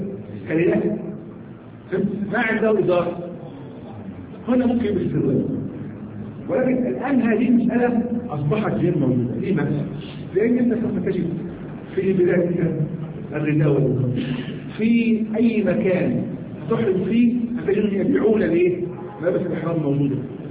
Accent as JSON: {"language": "Arabic", "country": "Egypt", "said": "احنا عندنا في مصر هنا بنتكلم عن الحذاء"}